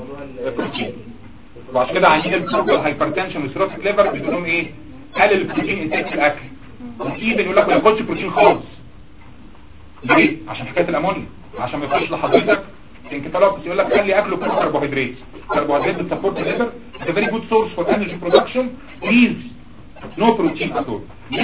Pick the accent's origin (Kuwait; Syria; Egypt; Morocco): Egypt; طبعا الكلام ده عندنا في مصر في الارياف ما كانش بيتم غالبا